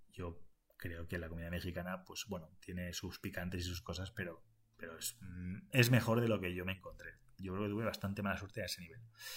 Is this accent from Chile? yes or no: no; Valencian Community, Spain; also born or lived in Asturias / Madrid; Porque yo soy español nada más. Y soy español. Y es verdad que dentro de lo que es España, pues he vivido en varias zonas de España. Me he movido relativamente, ¿no? He estado en Valencia originalmente.